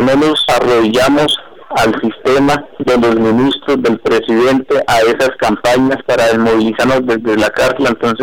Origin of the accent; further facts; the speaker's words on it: Colombia; el sentimiento de nosotros como colombianos